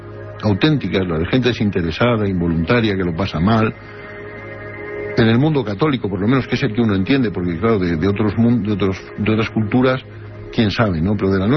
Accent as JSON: {"language": "Spanish", "country": "Spain", "said": "soy español y me he traducido."}